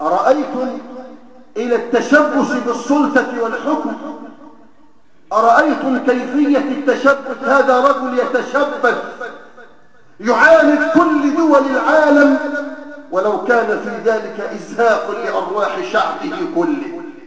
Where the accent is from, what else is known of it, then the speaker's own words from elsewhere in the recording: Egypt; في بلدنا مصر